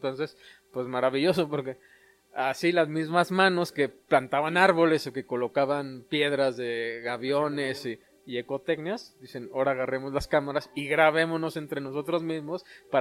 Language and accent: Spanish; Querétaro, Mexico; vengo de Querétaro, trabajo en la región Ñañú